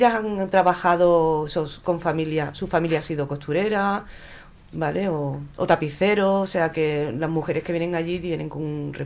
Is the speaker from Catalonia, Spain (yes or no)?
no; Andalusia, Spain; Bueno, tengo mis idas, mis venidas y tal, pero yo soy andaluza.